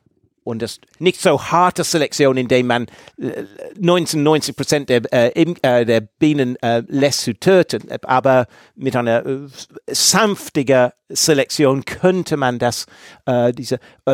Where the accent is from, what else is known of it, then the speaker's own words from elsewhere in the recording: England, United Kingdom; German is a second language; Und ich komme aus England.